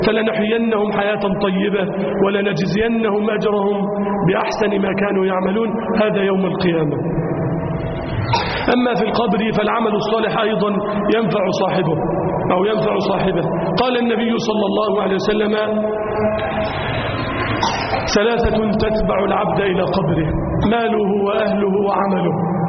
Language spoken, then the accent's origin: Arabic; Egypt; اللهم اجعل بلدنا مصر أمنا أمانا